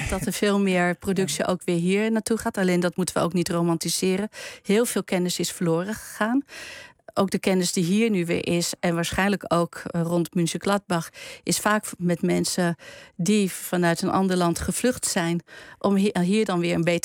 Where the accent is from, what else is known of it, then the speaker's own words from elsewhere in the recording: eastern Netherlands, Netherlands; Ik kom uit het oosten van Nederland.